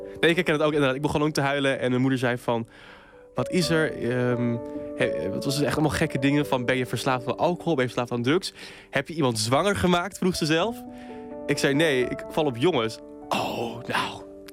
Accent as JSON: {"language": "Dutch", "region": "Friesland", "country": "Netherlands", "tie": "born or raised there", "said": "de omgeving waar ik opgroeide. Dat was een klein dorpje in Friesland waar het geloof toch nog wel een grote rol speelde."}